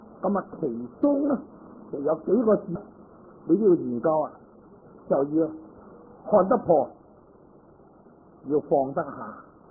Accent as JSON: {"language": "Cantonese", "region": "Guangdong", "country": "China", "said": "即系我哋广东人话，咁咪由得佢啦"}